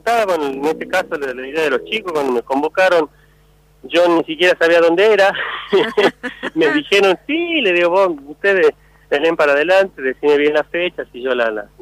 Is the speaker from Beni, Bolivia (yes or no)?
no; Montero, Santa Cruz, Bolivia; como soy de Montero, nacido en Montero